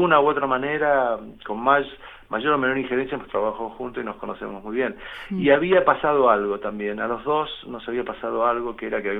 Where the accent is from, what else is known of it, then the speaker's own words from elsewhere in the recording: Argentina; yo me doy cuenta que soy argentino y que he padecido lo que he padecido dentro de la Argentina